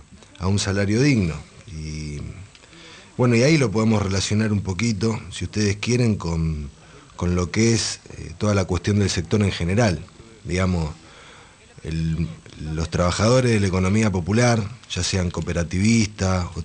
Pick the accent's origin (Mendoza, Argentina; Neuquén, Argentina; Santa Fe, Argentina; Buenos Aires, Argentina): Buenos Aires, Argentina; Yo, desde mis inicios, de Matadero.